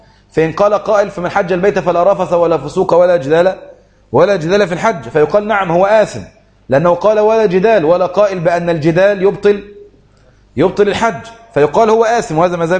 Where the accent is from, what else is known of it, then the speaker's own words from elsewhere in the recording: Egypt; جزء الحمام عندنا في مصر غالي جدا